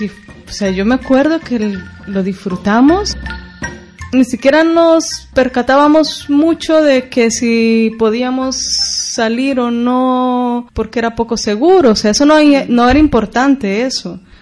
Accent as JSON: {"language": "Spanish", "country": "El Salvador", "accent": "hybrid", "said": "el hecho de haber salido de El Salvador y haber llegado a un país como ese fue una suerte"}